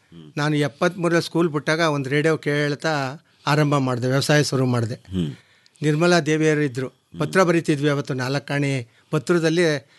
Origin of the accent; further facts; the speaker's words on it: Pampina Hosahalli, Karnataka, India; ನಮ್ಮ ಸ್ವಂತ ಊರು ಪಂಪಿನ ಹೊಸಹಳ್ಳಿ.